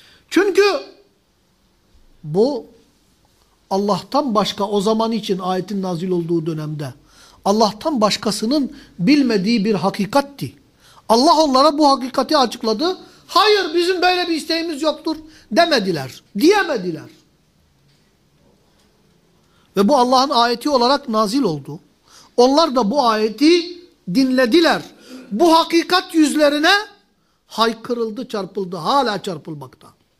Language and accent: Turkish; Mardin, Turkey; Ben Mardin'liyim. Mardin gibi bir yerde bile bizim büyüklerimiz bahsettiği kapanmıştı.